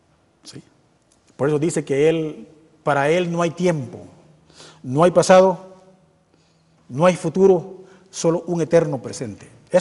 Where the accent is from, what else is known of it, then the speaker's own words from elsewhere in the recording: Guatemala; Somos guatemaltecos. Y les vuelvo a decir, estamos todavía en Guatemala.